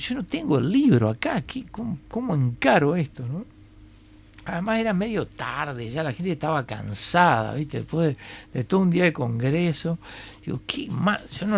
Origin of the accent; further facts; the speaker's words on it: Montevideo, Uruguay; yo nací acá en Montevideo, pero yo soy fruto de la modernidad. Entonces, yo me crié jugando con bolitas